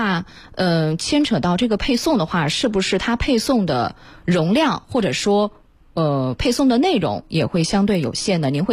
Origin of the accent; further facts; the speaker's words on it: China; 我们中国人居住的这个楼房有小区的这个环境